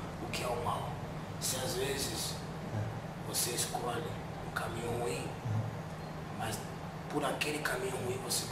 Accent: Bahia, Brazil; Sou da Mata Escura.

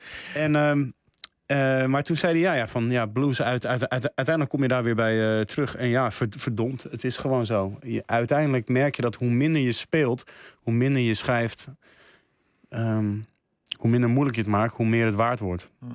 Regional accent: Amsterdam, North Holland, Netherlands; Ja, ik ben een beetje opgegroeid in het Schuim in Amsterdam.

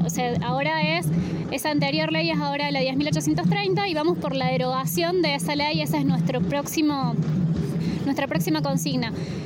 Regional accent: Luyaba, Córdoba, Argentina; porque por ejemplo yo soy de Luyaba

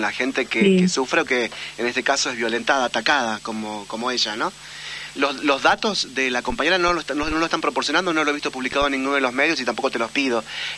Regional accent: Salta, Argentina; yo conozco la ciudad de Orán porque soy del norte de Salta

